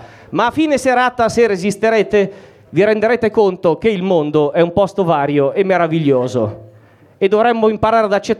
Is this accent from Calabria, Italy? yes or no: no; Mantua, Lombardy, Italy; No, io sono di Mantova